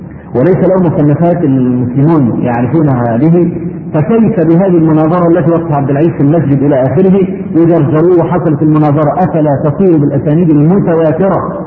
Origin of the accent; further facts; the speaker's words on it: Egypt; عندنا في مصر